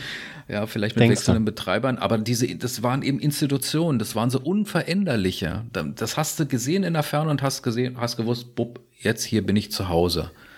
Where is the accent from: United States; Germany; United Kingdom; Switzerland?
Germany; Berlin; ich bin aufgewachsen in Steglitz.